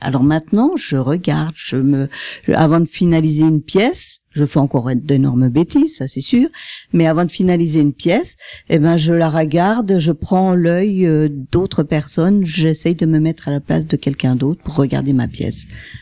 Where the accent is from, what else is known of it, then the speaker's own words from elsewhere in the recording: Épinal, Grand Est, France; moi je suis d'Épinal, donc j'ai le tarif des Spinaliens.